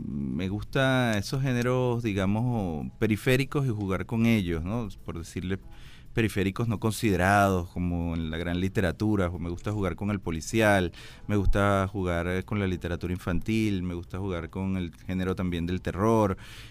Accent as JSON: {"language": "Spanish", "town": "Puerto Cabello", "region": "Carabobo", "country": "Venezuela", "said": "Yo soy de Puerto Cabello, mi papá nos traía a Caracas"}